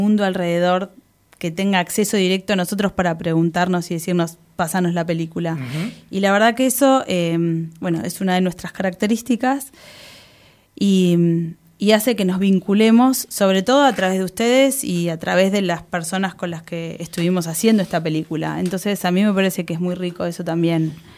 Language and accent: Spanish; Neuquén, Argentina; A mí me gustaría personalmente ir a Neuquén, porque además de que está parte del grupo de familiares y amigos, es de donde yo vengo.